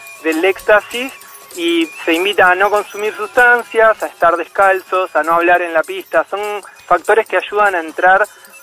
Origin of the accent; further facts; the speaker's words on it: Ushuaia, Tierra del Fuego, Argentina; now in Buenos Aires, Argentina; Me crié en Ushuaia, estuve mucho en contacto con la naturaleza, me encanta viajar, me encanta conocer gente nueva.